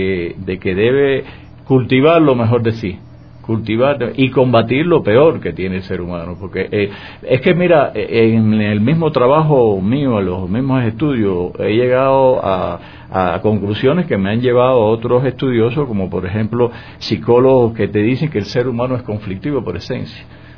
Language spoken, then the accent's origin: Spanish; Cuba; tengo aquí una crítica que salió en la prensa a una, en mi país, en Cuba, en mi provincia, se hace un evento de cine